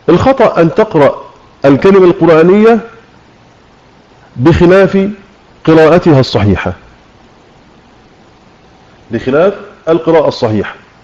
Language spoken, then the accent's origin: Arabic; Egypt; accent: Egyptian; ما خرجش لسانه في الذال على لهجتنا المصرية